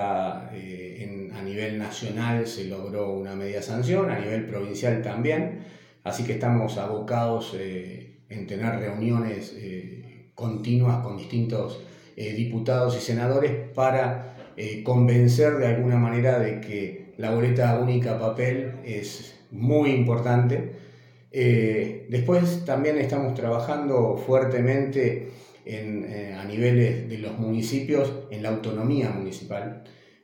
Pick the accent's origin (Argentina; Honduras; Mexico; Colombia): Argentina; trabajar e ir todos para adelante como argentinos que somos